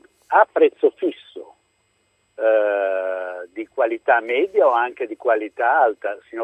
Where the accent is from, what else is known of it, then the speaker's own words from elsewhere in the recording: Milan, Lombardy, Italy; io vengo da Milano, quindi ricordo queste cose